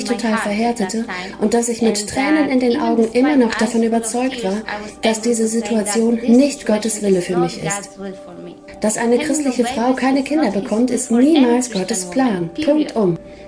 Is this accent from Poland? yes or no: yes; Poland; German is a second language; now in Switzerland; Ich bin Polin und lebe derzeit mit meiner Familie in der Schweiz.